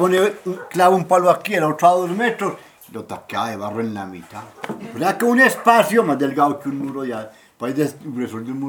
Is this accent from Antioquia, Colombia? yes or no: yes; Medellín, Antioquia, Colombia; born there; Nací en Medellín. Fecha de nacimiento, 2 de junio de 1950.